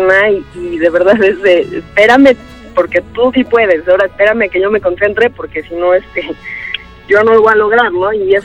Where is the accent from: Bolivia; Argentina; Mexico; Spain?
Mexico; que muchas veces como mexicano ni siquiera conoces lo que tienes junto, ¿no?